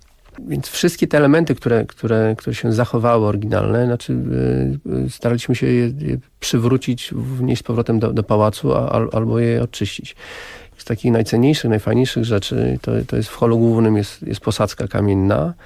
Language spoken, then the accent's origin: Polish; Warsaw, Masovian Voivodeship, Poland; Znaczy ja do tej pory jestem obcym, jestem człowiekiem z Warszawy, więc warszawiakiem.